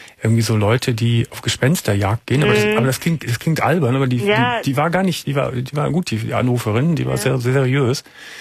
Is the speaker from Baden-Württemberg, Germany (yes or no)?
no; Gummersbach, North Rhine-Westphalia, Germany; Ich komme aus Gummersbach, aus der Wasserfuhrstraße, da bin ich groß geworden